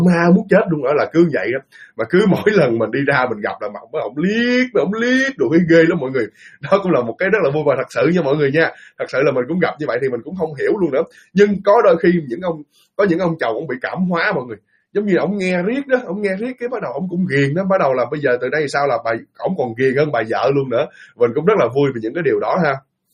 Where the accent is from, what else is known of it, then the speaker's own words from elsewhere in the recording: Ho Chi Minh City, Vietnam; accent: slight Mekong Delta accent; also born or lived in Dong Thap; đúng đúng thật là quê mình ở miền Tây, quê mình ở Đồng Tháp thật, nhưng mà từ nhỏ tới lớn mình sinh ra và lớn lên ở Sài Gòn. cũng có thể nói mình là cũng có thể là người Sài Gòn luôn, nhưng mà có thể là cái giọng của mình có một chút xíu miền Tây